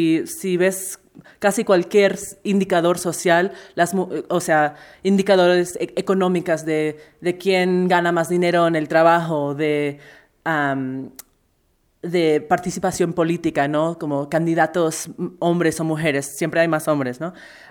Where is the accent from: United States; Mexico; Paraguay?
United States; Mi hermano y yo somos de los Estados Unidos.